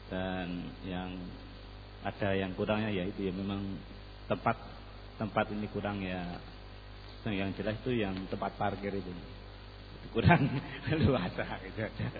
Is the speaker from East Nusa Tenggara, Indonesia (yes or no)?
no; Magelang, Central Java, Indonesia; Saya asli saya dari Magelang.